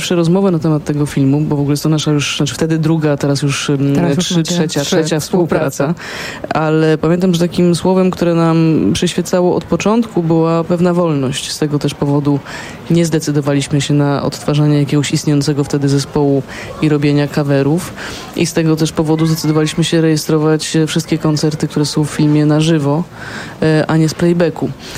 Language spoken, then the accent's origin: Polish; Poznań, Greater Poland Voivodeship, Poland; bo ja rzeczywiście jestem z Poznania, z Poznaniem bardzo, bardzo związana. Urodziłam się tutaj, cała moja rodzina stąd pochodzi prawie.